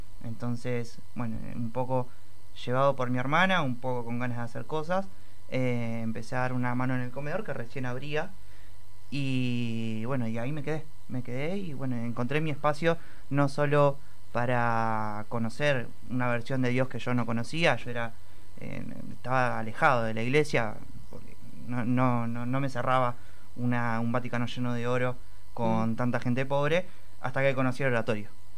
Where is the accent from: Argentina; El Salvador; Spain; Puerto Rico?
Argentina; Avellaneda, Buenos Aires Province; Yo soy del barrio de Herli, vengo del María Auxiliadora de Avellaneda, y ahora estoy en el playón del María Auxiliadora de la Boca.